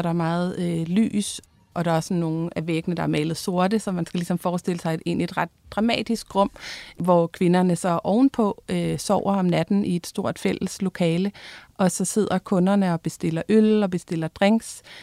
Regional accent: Jutland, Denmark; vi på en måde alle sammen er fra Jylland.

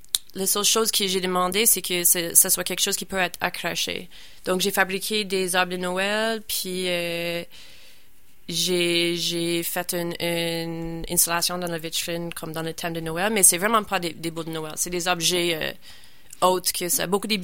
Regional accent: Nova Scotia, Canada; Je prends une petite pause pour retourner chez nous, au Nouvelle-Écosse, vers le début de janvier.

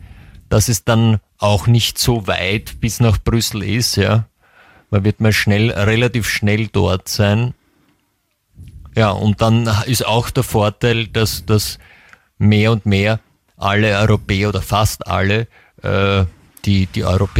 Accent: France; German is a second language; ich bin ja Französin

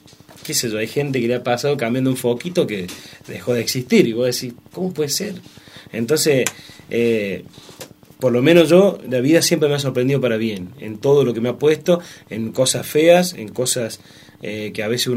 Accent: Anfunes, Córdoba, Argentina; born there; De Anfunes.

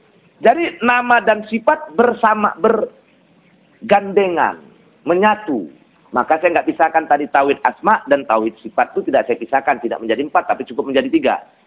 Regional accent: Kuala Tanjung, North Sumatra, Indonesia; Tapi jangan muncul fanatisme seperti di kampung saya di Kuala Tanjung.

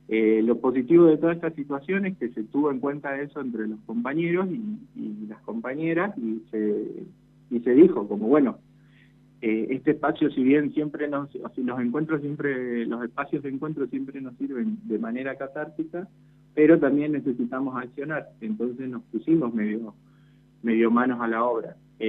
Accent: San Salvador de Jujuy, Jujuy, Argentina; now in Tucumán, Argentina; yo soy nacido en San Salvador de Jujuy, soy jujeño, pero me vine a estudiar a Tucumán por la Universidad Nacional de Tucumán

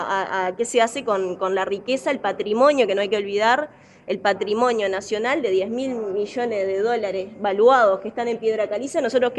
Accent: Uruguay; que nosotros también como uruguayo y uruguayo tenemos que entender

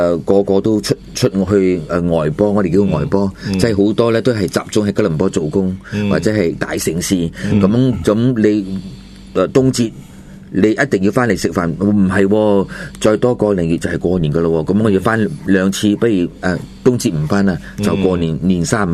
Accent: Guangdong, China; 其实我哋有分潮州人嘅庆祝方式，同埋我哋广府人啲闽南福建人嘅都有啲唔同嘅

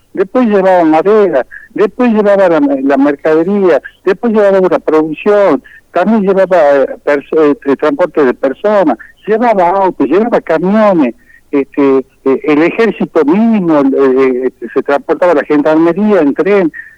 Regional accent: Tucumán, Argentina; yo le digo, soy de Tucumán, acá tenemos una problemática con el ferrocarril

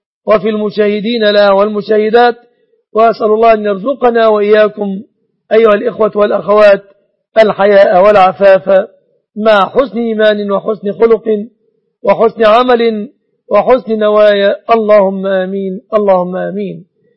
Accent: Egypt; أن يسلم بلادنا مصر من كل الفتن

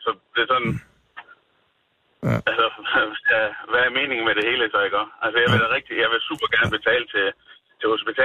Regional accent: Jutland, Denmark; Jeg kommer fra Jylland af

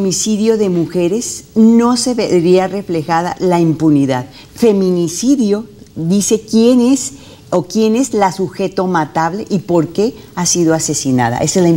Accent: Mexico; lo que está pasando en mi país, en México

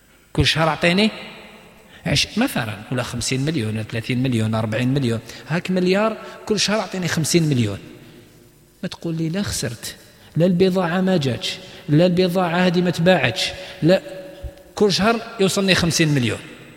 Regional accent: Algeria; المشكل إحنا عندنا في الجزائر ما يتفقوش على النسبة

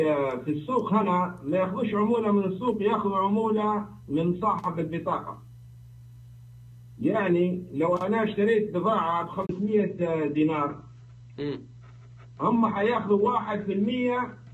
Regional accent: Libya; أنا من ليبيا

